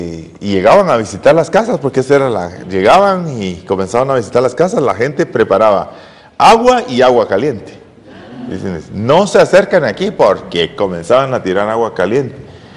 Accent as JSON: {"language": "Spanish", "region": "Zacapa", "country": "Guatemala", "said": "Por la gracia de Dios, soy de Zacapa."}